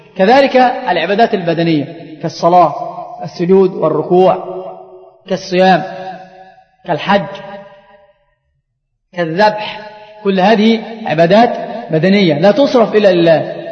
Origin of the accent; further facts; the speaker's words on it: Egypt; عندنا في مصر هذه الأمور منتشرة جدا